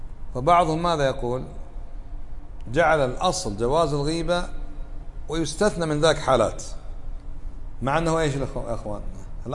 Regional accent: Kuwait; معروف ما دخلها مثل عندنا بالكويت البترول

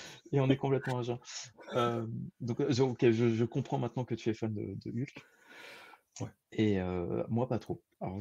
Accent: Brittany, France; donc moi je suis breton à la base

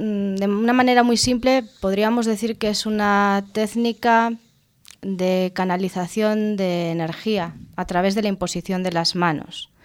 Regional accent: Vigo, Galicia, Spain; Pero yo en mi ciudad, que soy de Vigo, no conocía a nadie que hiciese esta terapia.

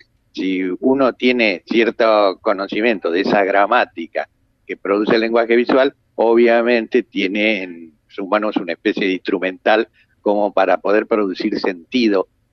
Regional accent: La Plata, Buenos Aires Province, Argentina; Yo nací en Buenos Aires, pero vivo desde niño en La Plata.

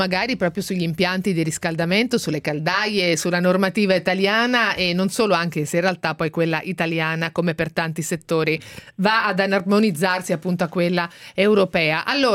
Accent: Marche, Italy; now in Milan, Italy; Anch'io che sono marchigiana l'ho appreso

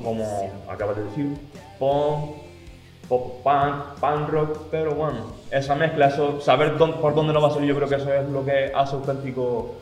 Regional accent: Las Palmas, Canary Islands, Spain; yo vengo de Las Palmas y allí también tocaba en un grupo que se llamaba

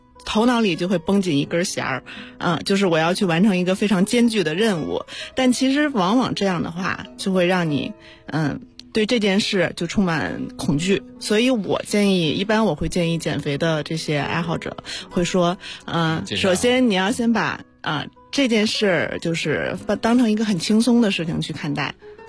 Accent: Hebei, China; 我是河北人。

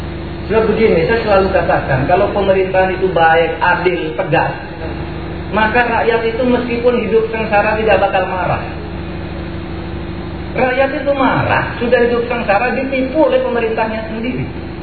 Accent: Waru, East Java, Indonesia; born there; Saya itu lahir di Madura, di sebuah desa terpencil namanya Desa Waru.

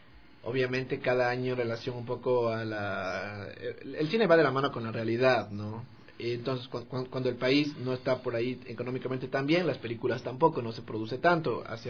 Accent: Quito, Pichincha, Ecuador; y yo, que también soy quiteño

